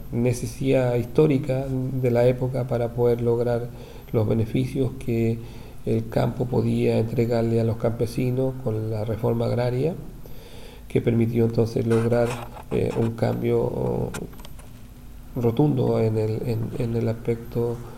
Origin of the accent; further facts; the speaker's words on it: Purén, Araucanía, Chile; born there; now in Valdivia, Chile; yo soy un poco lejano de aquí de Valdivia. Yo nací en un pueblito que está inserto al pie de la cordillera de Nahuelbuta. Su nombre es Purén. Mi madre, Teresa, mi padre, Fernando.